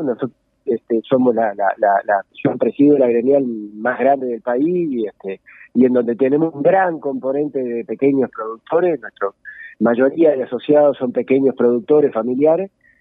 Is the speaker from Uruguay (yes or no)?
yes; Uruguay; tenemos como productores uruguayos tener el gran orgullo